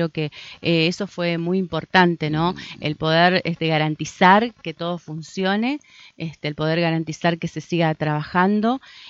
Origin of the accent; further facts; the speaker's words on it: Argentina; la verdad que no nos ayuda como argentinos y como argentinas